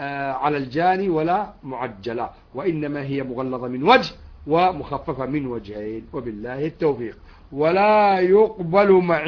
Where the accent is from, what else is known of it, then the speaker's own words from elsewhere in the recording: Yemen; إذا كان عندنا في اليمن مثلا